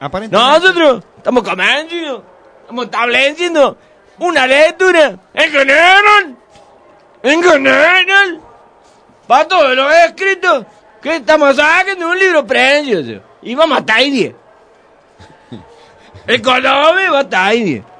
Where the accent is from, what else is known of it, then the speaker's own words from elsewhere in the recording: Córdoba, Andalusia, Spain; Yo soy de Córdoba, nacido, establecido, cerca de la cachetalle.